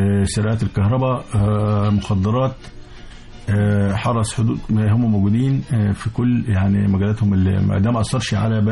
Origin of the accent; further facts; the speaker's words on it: Egypt; الشرطة عندنا في مصر بيبقى ليها قانون مختلف